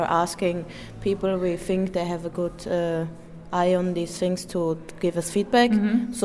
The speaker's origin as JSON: {"language": "English", "country": "Austria", "second_language": "English", "said": "I'm from Austria"}